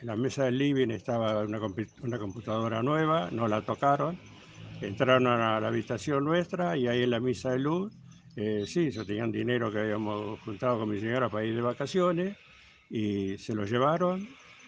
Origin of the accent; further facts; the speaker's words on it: Tandil, Buenos Aires Province, Argentina; now in Cañuelas, Argentina; vine de Tandil en el año 70, tengo hijos, nietos.